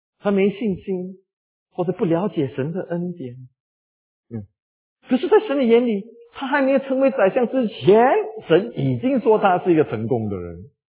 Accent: Singapore; 我们新加坡人说澳洲啊，

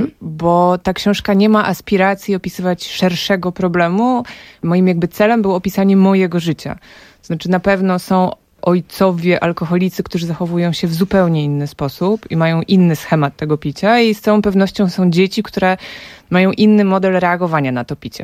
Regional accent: Warsaw, Masovian Voivodeship, Poland; W latach 90. moje dzieciństwo, ja nie znałam Warszawy, ja znałam swoje osiedle. Ja znałam blok i bloki okoliczne

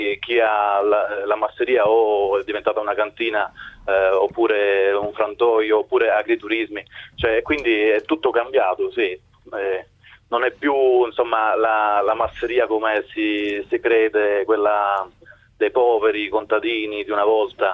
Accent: Copertino, Apulia, Italy; now in Rome, Italy; Io sono di Copertino, nel Salento. Ora sono a Roma, però...

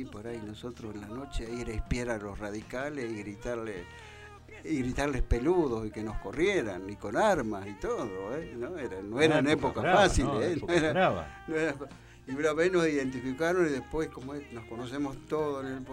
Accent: Buenos Aires, Argentina; now in Tandil, Argentina; Yo quiero mi pueblo, mi ciudad, mi pueblo. Yo en realidad soy un pueblo, cerquita de Pergamino.

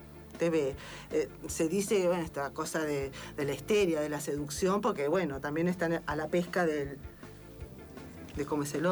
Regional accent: Argentina; Nosotros como argentinos tenemos ascendente en Libra

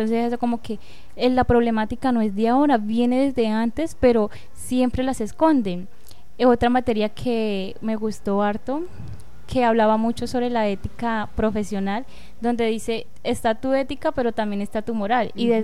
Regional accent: Meta, Colombia; yo no crecí en Mapiripán, sino más abajo de Mapiripán. O sea, está Mapiripán y como a 3-4 horas queda el pueblo en que yo crecí. Entonces, digamos, es como para decir, yo vivo por esos lados, pero yo vivo más abajo.

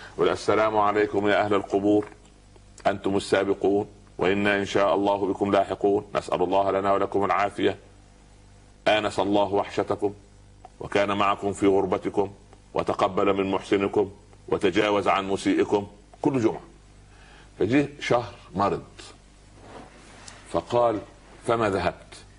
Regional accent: Upper Egypt, Egypt; يقول عندنا في الصعيد على القدر برمه

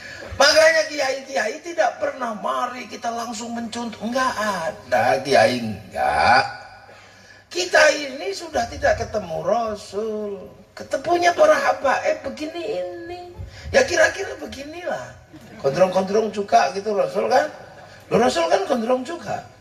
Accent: Indonesia; kita ini orang Indo.

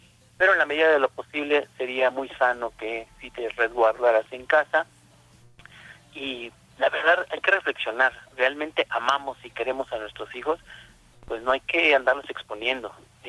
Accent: Valle de Chalco, State of Mexico, Mexico; yo soy de aquí, de Valle de Chalco

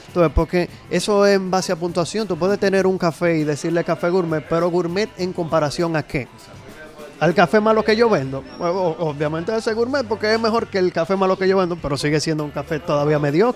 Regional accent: Dominican Republic; Creo, como todo dominicano

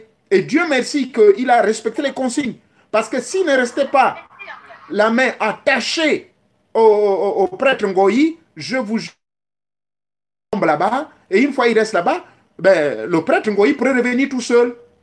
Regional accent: Gabon

